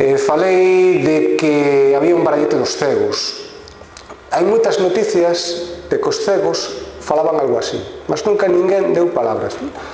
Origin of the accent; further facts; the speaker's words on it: Vigo, Galicia, Spain; also born or lived in Gomesende; eu son de Vigo, pero a miña familia é de Gomesende, eu morei varios anos en Gomesende, dei aulas en Rivadavia e moraba en Gomesende.